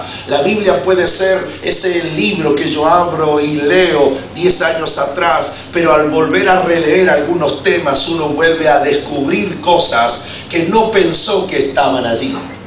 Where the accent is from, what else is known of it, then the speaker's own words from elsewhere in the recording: Argentina; La diferencia entre ustedes, puertorriqueños, y yo, que soy argentino